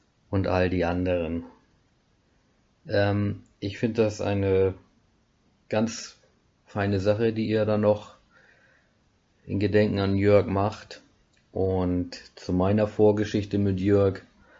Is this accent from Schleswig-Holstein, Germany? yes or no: yes; Schleswig-Holstein, Germany; now in Black Forest, Germany; komme ich tatsächlich mittlerweile aus dem Schwarzwald, Breisgau, ursprünglich aus dem Holsteinischen.